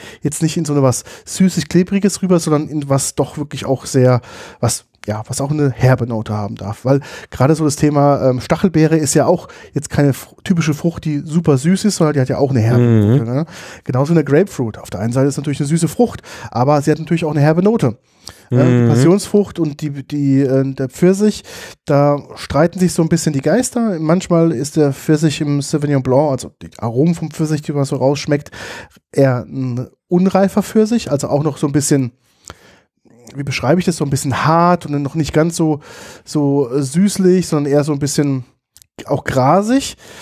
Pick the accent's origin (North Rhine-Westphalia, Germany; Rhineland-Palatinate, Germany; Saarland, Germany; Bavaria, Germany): Rhineland-Palatinate, Germany; Ich sage das ja sehr ungern als Pfälzer, weil Rieslingschorle ja das Nonplusultra ist.